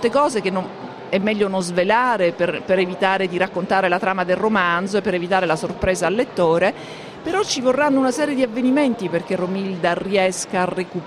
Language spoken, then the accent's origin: Italian; Palermo, Sicily, Italy; che io non conoscevo perché io sono palermitana.